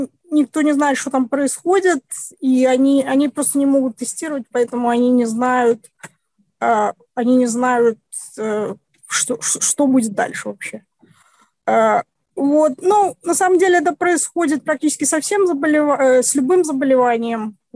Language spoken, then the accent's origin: Russian; Belarus; Я очень огорчена, как белоруска, я очень огорчена тем, что произошло в Беларуси.